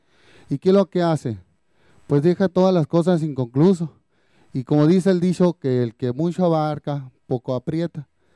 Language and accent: Spanish; Rancho San Pedro, Sonora, Mexico; vengo del Rancho San Pedro.